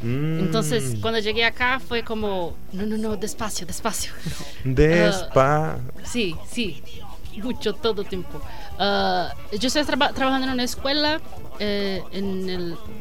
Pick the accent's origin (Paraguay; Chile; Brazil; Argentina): Brazil; Spanish is a second language; moved away; Porque llegué, nunca te hubiera salido de Brasil, entonces fue como ser recibida muy, muy bien.